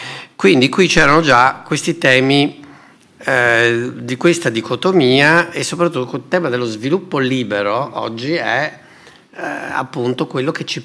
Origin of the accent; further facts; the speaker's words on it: Sardinia, Italy; born there; Io sono nato in Sardegna e la Sardegna è costantemente preda di spacciatori di passato, no?